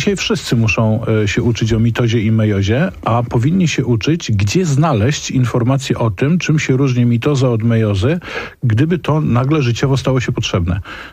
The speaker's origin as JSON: {"language": "Polish", "region": "Silesian Voivodeship", "country": "Poland", "said": "Ja akurat pochodzę z Śląska, niedaleko mojego miasta, w Mikołów, Orzesze, Łaziska."}